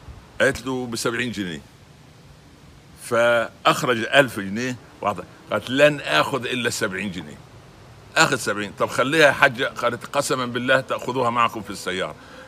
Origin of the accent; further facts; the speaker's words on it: Upper Egypt, Egypt; او الفلاح عندنا في الصعيد